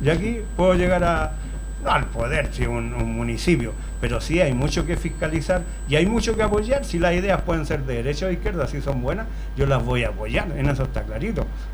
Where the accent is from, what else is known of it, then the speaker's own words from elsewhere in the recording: Puente Alto, Santiago Metropolitan Region, Chile; Yo soy de Puente Alto cuando habían 144.000 habitantes y de abruptamente subió su población, su densidad.